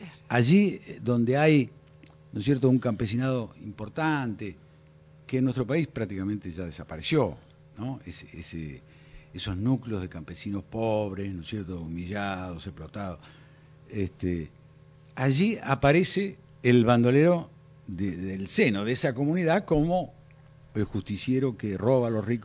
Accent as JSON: {"language": "Spanish", "region": "La Pampa", "country": "Argentina", "tie": "born or raised there", "said": "en mi provincia, yo soy oriundo de La Pampa"}